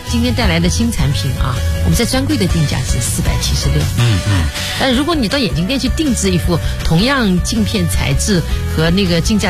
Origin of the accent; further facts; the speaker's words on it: Shaoxing, Zhejiang, China; 我的老家在绍兴啊。